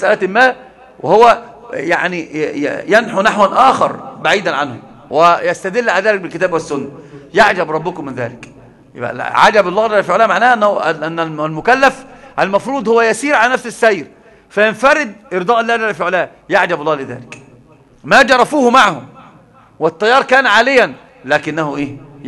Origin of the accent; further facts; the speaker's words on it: Egypt; ده عندنا في مصر مثل عظيم جدا